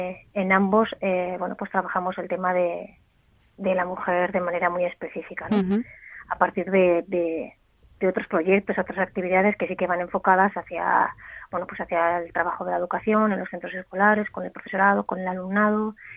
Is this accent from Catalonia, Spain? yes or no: no; Basque Country, Spain; y de la sociedad vasca, ¿no?